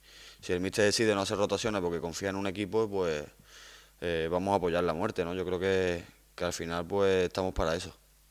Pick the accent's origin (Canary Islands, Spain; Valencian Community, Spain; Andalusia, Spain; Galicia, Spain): Andalusia, Spain; Córdoba; Sí que es verdad que es el equipo de mi ciudad, ¿no? Y como cordobés que soy.